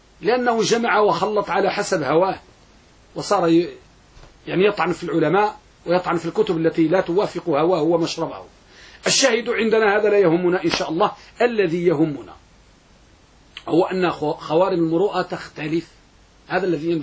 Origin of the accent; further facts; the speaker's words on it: Morocco; النساء عندنا بالمغرب